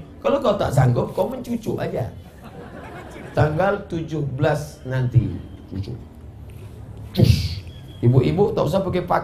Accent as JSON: {"language": "Indonesian", "region": "Riau", "country": "Indonesia", "said": "Saya dari Riau, ada satu kabupaten di tempat saya, zakatnya 10 miliar."}